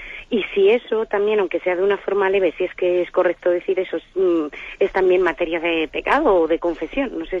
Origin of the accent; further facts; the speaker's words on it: Madrid, Community of Madrid, Spain; soy de Madrid.